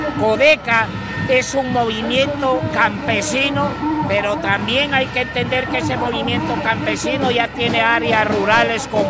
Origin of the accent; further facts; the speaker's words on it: Guatemala; hasta que se produzca eficientemente lo que buscamos como guatemaltecos